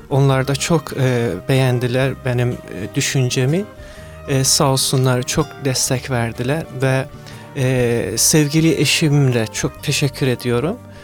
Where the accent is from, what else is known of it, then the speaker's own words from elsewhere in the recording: Mashhad, Razavi Khorasan, Iran; göç ettiğim 8 yaşımda oldu ve savaştan dolayı biz başka bir şehre göçtük, Meşet şehrinde. En güvenilen şehir tek İran'da Meşet şehriydi. Ailem bizi oraya götürdü ki savaştan uzak duralım.